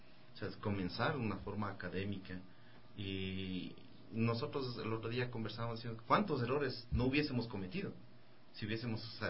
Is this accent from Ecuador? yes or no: yes; Quito, Pichincha, Ecuador; also born or lived in Ambato; Yo soy de Ambato y vivíamos allá hasta que yo tuve 6 años y algo. A los 7 años me trajeron a vivir a Quito.